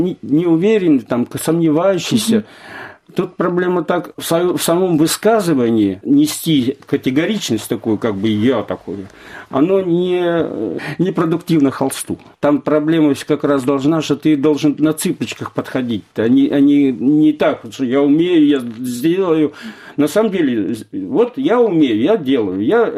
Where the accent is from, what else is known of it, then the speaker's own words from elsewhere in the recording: Arkhangelsk, Arkhangelsk Oblast, Russia; born there; also born or lived in Kyrgyzstan; Я родился в Архангельске, прожил в Киргизии.